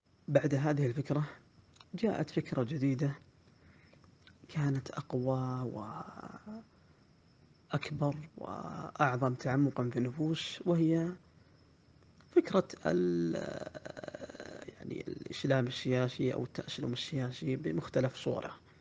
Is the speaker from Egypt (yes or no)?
no; Saudi Arabia; لا شك أننا كسعوديين وعرب ومسلمين لنا ثقافة قديمة